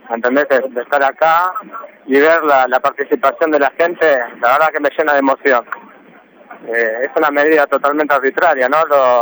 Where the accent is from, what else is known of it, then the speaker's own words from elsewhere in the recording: La Plata, Buenos Aires Province, Argentina; La Plata.